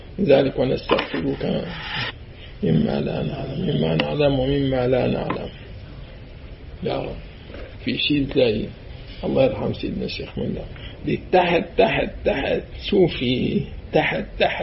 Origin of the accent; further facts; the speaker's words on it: Syria; now in Jordan; أي القصة ما كانت تصير معي بعد ما طلعنا من الشام